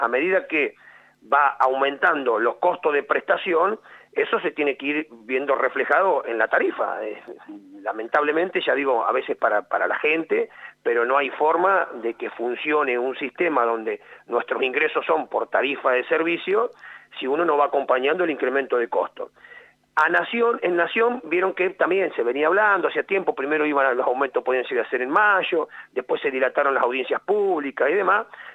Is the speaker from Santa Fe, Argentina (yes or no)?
no; Quemú Quemú, La Pampa, Argentina; now in Arata, Argentina; Yo soy oriundo de Quemuquemú, tengo mi mamá, mi hermana en Quemuquemú. Después me vine, por cuestiones personales, a Arata a vivir a los 20 años y por eso estoy en Arata desde ese entonces.